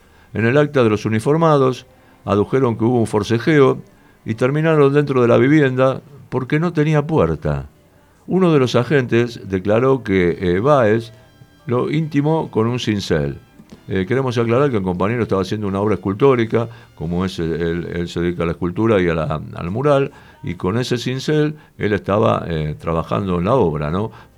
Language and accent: Spanish; Barracas, Buenos Aires Province, Argentina; nosotros somos de Barracas y acá es de Barracas